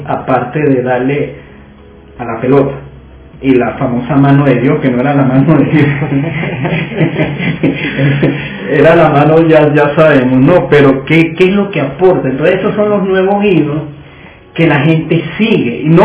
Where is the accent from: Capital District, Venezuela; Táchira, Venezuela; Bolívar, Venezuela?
Capital District, Venezuela; Caracas; born there; Yo soy caraquista de corazón. Porque yo nací aquí en Caracas, todo el mundo lo sabe, ¿no?